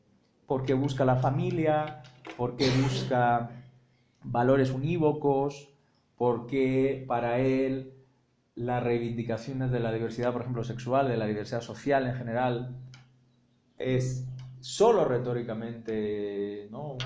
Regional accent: Spain; nada que ver yo soy español, pero podía no serlo

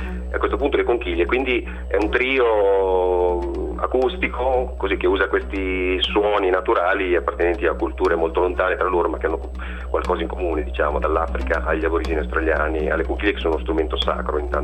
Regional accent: Rimini, Emilia-Romagna, Italy; io sono di Rimini, sono qui in Romagna.

